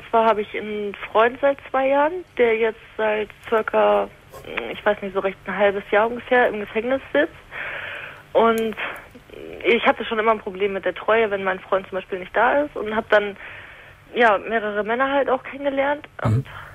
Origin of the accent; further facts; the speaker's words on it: Hamburg, Germany; Und ich komme ja aus Hamburg